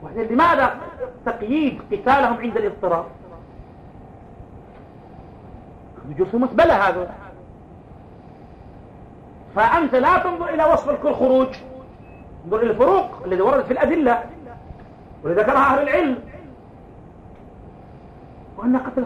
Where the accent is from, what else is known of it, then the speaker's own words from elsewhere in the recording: Yemen; على الكتاب والسنة التي عندنا في اليمن